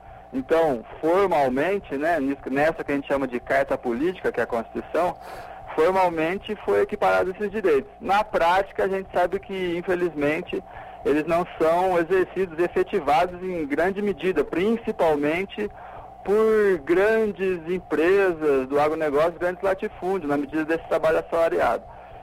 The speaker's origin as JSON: {"language": "Portuguese", "town": "Franca", "region": "São Paulo", "country": "Brazil", "lives_now": "Curitiba, Brazil", "said": "numa equipe de 5 advogados, 4 somos de Franca."}